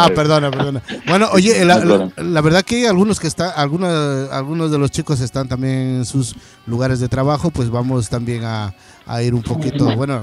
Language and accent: Spanish; Catamayo, Loja, Ecuador; yo soy de Loja, de un pueblito que se llama Catamayo, La Toma, más conocida, pues...